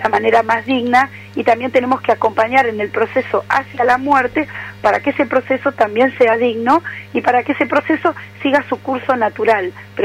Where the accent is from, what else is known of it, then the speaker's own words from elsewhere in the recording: Argentina; somos muchos los argentinos que necesitamos un espacio fuerte de participación política